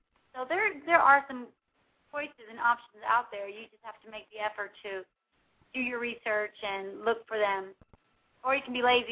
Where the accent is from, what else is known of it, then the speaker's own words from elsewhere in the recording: Houston, Texas, United States; and they are going to be in Houston, Texas, my hometown.